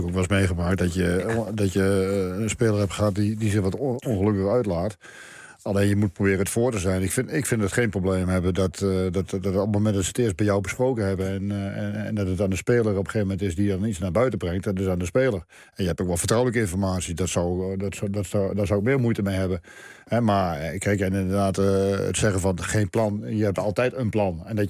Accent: Netherlands; En waarom zijn wij als Nederlanders zo goed met de vrouwen op die afstanden?

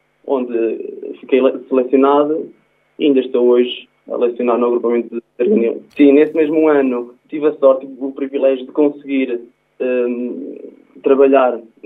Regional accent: Oliveira do Hospital, Coimbra, Portugal; sou natural do Conselho de Oliveira do Hospital, tenho 20 anos

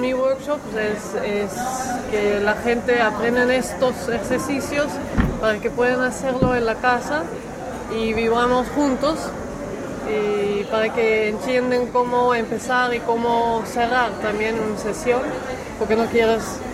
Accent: Netherlands; now in Argentina; Soy holandesa.

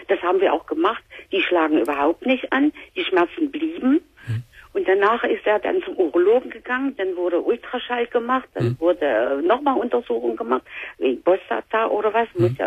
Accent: East Germany, Germany; Und ich komme aus Ostdeutschland

